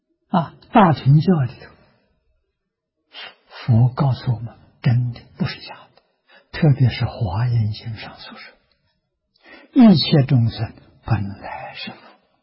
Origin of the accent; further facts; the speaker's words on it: China; 我们中国人叫他做灵魂啊，其实他不灵